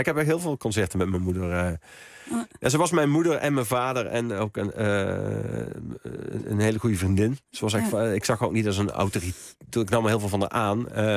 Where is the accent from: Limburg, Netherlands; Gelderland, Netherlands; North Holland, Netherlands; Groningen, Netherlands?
Limburg, Netherlands; Horst; ik kom uit Horst, of uit Amerika, gemeente Horst